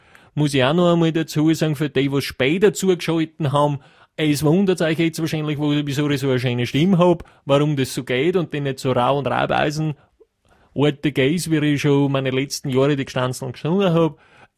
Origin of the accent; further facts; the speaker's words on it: Styria, Austria; der kommt ja aus meiner Heimat, der grünen Steiermark